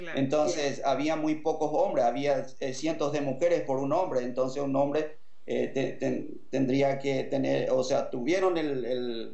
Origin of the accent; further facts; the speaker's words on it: Paraguay; moved away; salí muy joven del Paraguay, entonces no pude indagar mucho sobre mi familia.